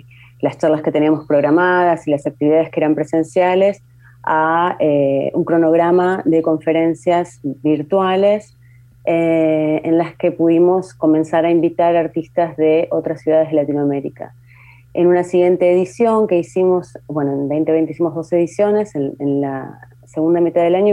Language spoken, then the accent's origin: Spanish; Mar del Plata, Buenos Aires Province, Argentina; yo soy de Mar del Plata, como es la sede del Festival Pleamar, pero justo en este momento estoy en Buenos Aires